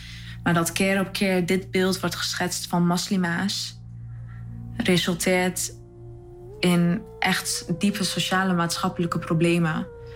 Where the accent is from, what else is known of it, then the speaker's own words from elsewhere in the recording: Enschede, Overijssel, Netherlands; ik ben 23 jaar. Ik kom uit Enschede en ik studeer aan de Kunstacademie.